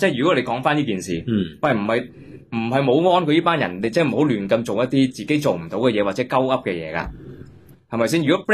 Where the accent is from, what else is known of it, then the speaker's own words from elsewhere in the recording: Hong Kong; 跟住我哋香港人咧。就香港就变成焦土